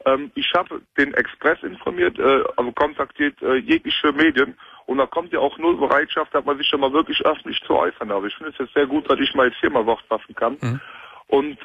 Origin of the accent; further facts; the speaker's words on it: Cologne, North Rhine-Westphalia, Germany; Ich bin Kölner durch und durch.